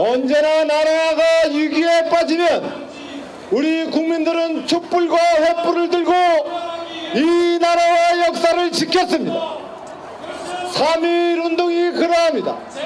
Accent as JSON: {"language": "Korean", "country": "South Korea", "tie": "born there", "said": "저는 대한민국에서 태어난 것이 자랑스럽습니다."}